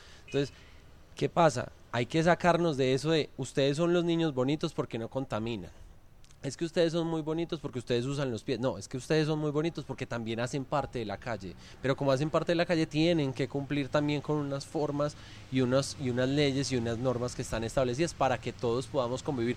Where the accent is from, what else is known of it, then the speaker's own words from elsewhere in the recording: Colombia; como buenos colombianos somos muy liberales para exigir derechos